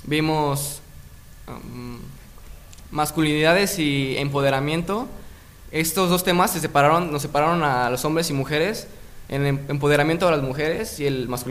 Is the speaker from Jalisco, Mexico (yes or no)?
no; Zacatepec, Morelos, Mexico; vengo del municipio de Zacatepec.